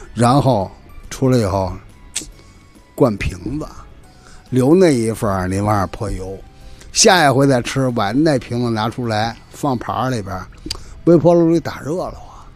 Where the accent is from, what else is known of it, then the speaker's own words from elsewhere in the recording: Beijing, China; 我们北京人这炸酱要咕嘟，熬粥也要咕嘟